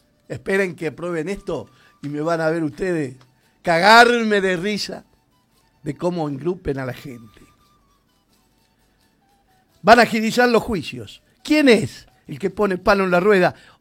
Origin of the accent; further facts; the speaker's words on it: Argentina; ¿O creen que somos estúpidos los argentinos?